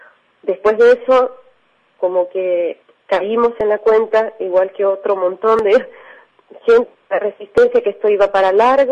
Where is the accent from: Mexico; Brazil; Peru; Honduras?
Honduras; Estoy acá en Buenos Aires en calidad de exiliada o refugiada política. Estamos terminando un documental sobre el golpe de Estado en Honduras, en mi país.